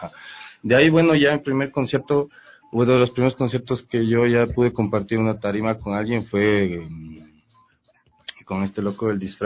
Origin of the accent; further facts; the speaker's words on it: Valle de los Chillos, Pichincha, Ecuador; En el valle, yo crecí en el Valle de los Chillos.